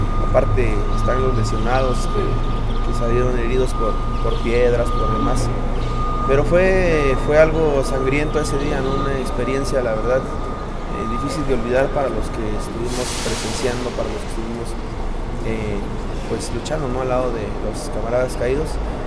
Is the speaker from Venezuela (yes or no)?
no; Nochixtlán, Oaxaca, Mexico; Soy de aquí de Nochistlán, mi comunidad pertenece a este distrito.